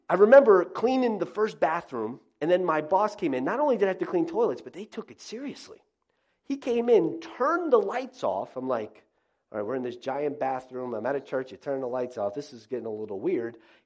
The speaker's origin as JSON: {"language": "English", "region": "Florida", "country": "United States", "tie": "born or raised there", "lives_now": "Northeast, United States", "said": "You know, I grew up in South Florida. You may be saying, what in the world are you doing in the Northeast? I've been here for many years."}